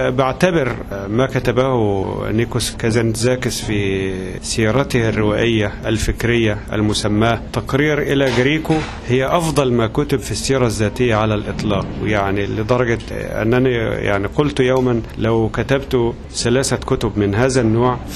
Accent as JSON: {"language": "Arabic", "country": "Egypt", "said": "عندنا في مصر سيرة أخرى مهمة جدا"}